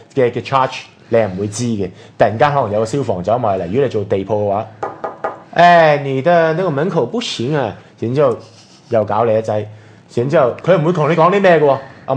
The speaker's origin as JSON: {"language": "Cantonese", "country": "Hong Kong", "said": "大陸根本就想將我們香港人、你班有一個不聽話的走啦"}